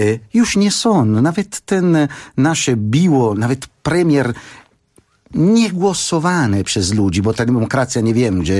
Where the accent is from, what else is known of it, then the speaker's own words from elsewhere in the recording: Italy; Polish is a second language; bo pochodzę z takiego kraju, który jest fantastyczny, ten kraju, który wymyślił prawo, ta rzymska cywilizacja